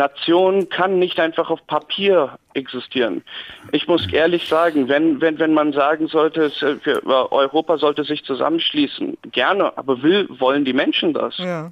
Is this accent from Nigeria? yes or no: no; India; German is a second language; now in Erfurt, Germany; ich studiere hier in Erfurt, ich komme eigentlich aus Indien und sehe die Sache ein bisschen anders als viele anderen.